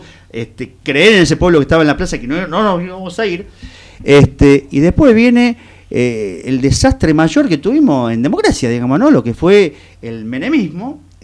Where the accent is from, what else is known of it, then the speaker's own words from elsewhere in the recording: Argentina; como ciudadano argentino y militante